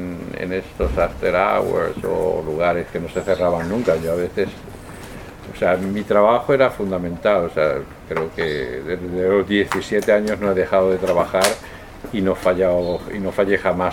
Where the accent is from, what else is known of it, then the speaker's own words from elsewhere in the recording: Spain; accent: Spanish; Mi inglés con mi acento español se ve.